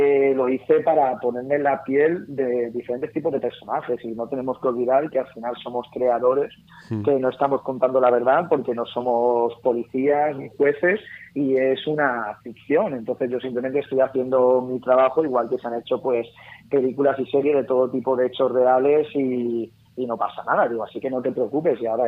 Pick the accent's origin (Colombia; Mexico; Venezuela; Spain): Spain; Alcàsser, Valencian Community; Ocurrió en mi tierra.